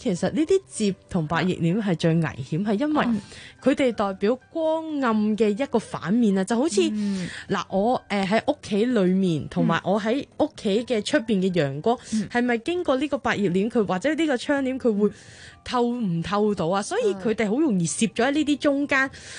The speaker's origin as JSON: {"language": "Cantonese", "country": "Japan", "second_language": "Cantonese", "said": "因為我哋日本人好興傾偈噶嘛"}